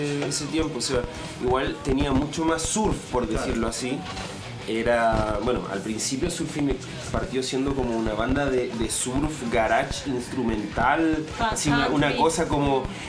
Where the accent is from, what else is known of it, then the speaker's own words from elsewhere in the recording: La Unión, Los Ríos, Chile; Yo soy de la Unión, sí, de la soy de la Unión, sí. Región de Los Ríos.